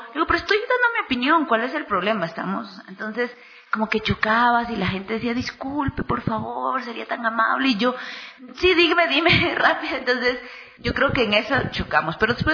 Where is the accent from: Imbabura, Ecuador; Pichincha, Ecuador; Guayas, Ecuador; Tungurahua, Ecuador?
Pichincha, Ecuador; Quito; also born or lived in Cali; mi mamá es caleña, mi papá es quiteño, yo nací aquí en Quito, viví casi toda mi infancia, hasta los 10 años aquí en Quito, y de los 10 a los 17, 18, la parte de la adolescencia, me fui a Cali, y estuvimos viviendo allí un tiempo, y después a los 18 regresé aquí a Ecuador.